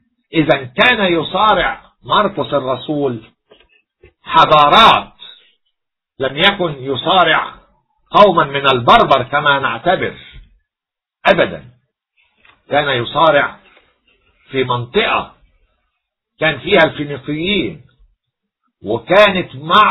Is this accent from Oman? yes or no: no; Egypt; كل شيء عندنا في مصر نحن الأوائل فيه